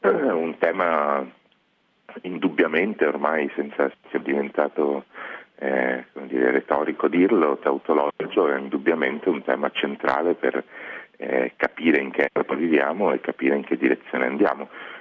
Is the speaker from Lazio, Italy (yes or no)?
no; Padua, Veneto, Italy; io sono nato e cresciuto a Padova in un contesto molto monoetnico, in cui i miei compagni di classe erano tutti dello stesso quartiere